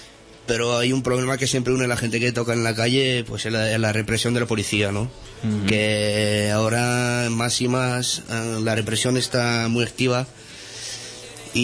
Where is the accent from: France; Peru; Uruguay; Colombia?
France; also born or lived in Spain; Tengo el padre español. Y me crié en Francia muchos años